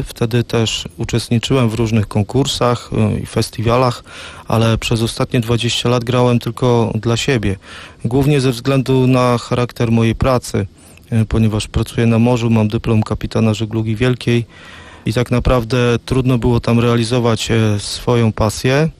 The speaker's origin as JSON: {"language": "Polish", "town": "Kołobrzeg", "region": "West Pomeranian Voivodeship", "country": "Poland", "said": "jestem z Kołobrzegu."}